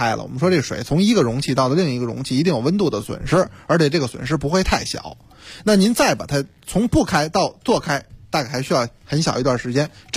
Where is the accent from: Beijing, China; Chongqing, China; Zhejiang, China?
Beijing, China; 咱们北京话说有点乏了